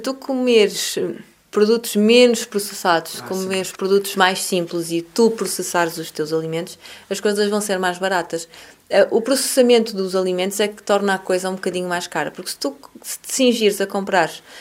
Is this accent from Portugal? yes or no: yes; Porto, Norte, Portugal; eu sou do Porto, não é?